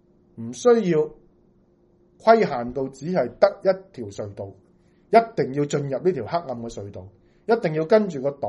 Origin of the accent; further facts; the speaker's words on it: Hong Kong; 因为我哋喺香港土生土长呢一代，我哋冇受过党化教育嘅思想灌输